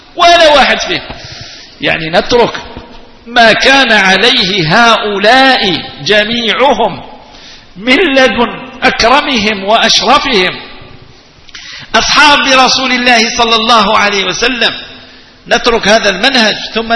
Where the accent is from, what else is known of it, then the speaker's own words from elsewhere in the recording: El Oued, El Oued Province, Algeria; أنا أصلي من منطقة الوادي، وهذه المنطقة يكثر فيها التيجانيون ولا تجد فيها قادريا واحدا.